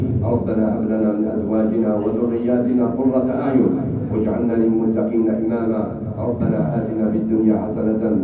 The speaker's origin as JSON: {"language": "Arabic", "country": "Algeria", "said": "بلادنا الجزائر الحبيبة التي قامت من أول لحظة بمساعدة الناس المنكوبين"}